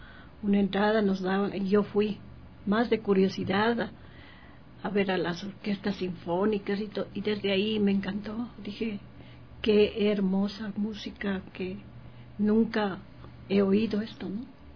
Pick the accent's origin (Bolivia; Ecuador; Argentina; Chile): Ecuador; Quito, Pichincha; Yo soy ecuatoriana, de Quito. Yo tuve la suerte de ir a estudiar en Alemania